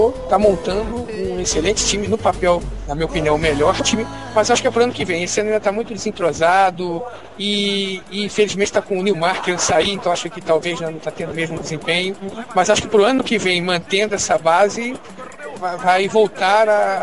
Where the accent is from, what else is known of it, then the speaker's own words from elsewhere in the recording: Rio de Janeiro, Brazil; Eu sou carioca, mas eu sou filho de Pernambuco.